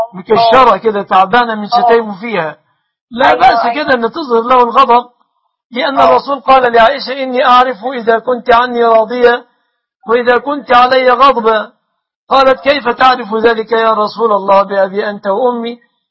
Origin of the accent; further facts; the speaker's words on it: Egypt; بلادنا مصر